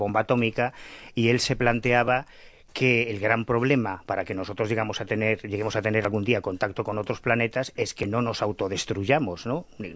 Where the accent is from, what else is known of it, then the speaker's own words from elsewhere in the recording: Galicia, Spain; Sí, o no, como yo soy gallego.